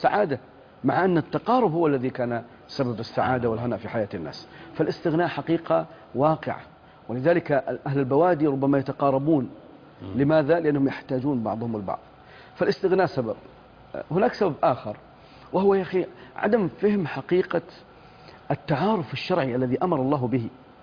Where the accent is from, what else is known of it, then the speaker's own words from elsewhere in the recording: Ara, Al Bahah Province, Saudi Arabia; أنا أذكر هذا في قريتي في عارة في بني ظبيان في الباحة